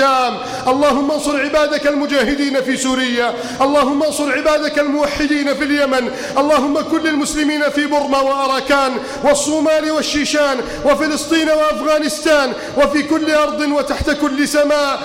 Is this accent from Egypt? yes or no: yes; Egypt; اللهم إنا نسألك أن تحفظ بلدنا مصر من كيد الكائدين